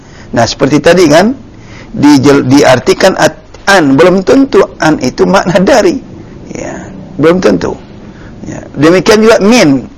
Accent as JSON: {"language": "Indonesian", "town": "Medan", "region": "North Sumatra", "country": "Indonesia", "said": "Jadi bahasa Medan itu semalam. Iya, karena saya dari Medan. Jadi saya tahu sekali bahasanya."}